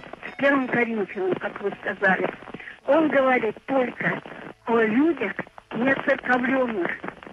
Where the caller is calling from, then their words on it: Severodvinsk, Arkhangelsk Oblast, Russia; Да, я из Северодвинска, но у нас накладывается звук, поэтому диалога не получается